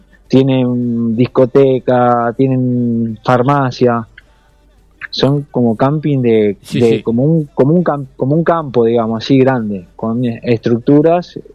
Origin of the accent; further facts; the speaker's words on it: Argentina; mis compañeros, todos somos argentinos